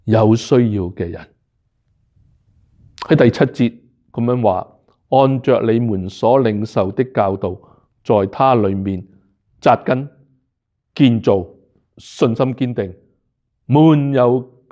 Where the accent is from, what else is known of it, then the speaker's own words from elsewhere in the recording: Hong Kong; 即是说是跟回我们香港人、中国人那一套